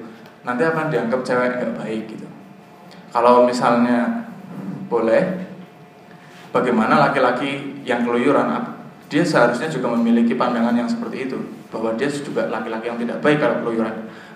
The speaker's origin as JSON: {"language": "Indonesian", "town": "Banyumas", "region": "Central Java", "country": "Indonesia", "accent": "medok", "said": "maaf saya dari Banyumas jadi saya agak medok."}